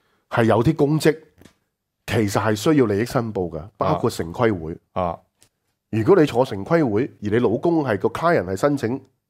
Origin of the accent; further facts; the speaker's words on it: Hong Kong; 我相信我们香港人就大家拍手掌啦，是吧？